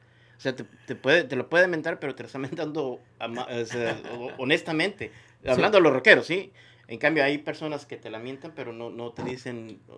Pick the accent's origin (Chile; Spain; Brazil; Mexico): Mexico; Nayarit; yo soy de Nayarit, so a nosotros nunca nos llegó ese esa revolución de México